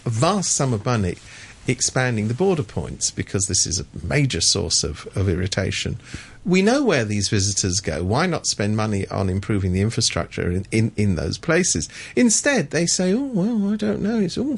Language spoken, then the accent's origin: English; London, United Kingdom; I mean, look, I come from London. I'm a Londoner.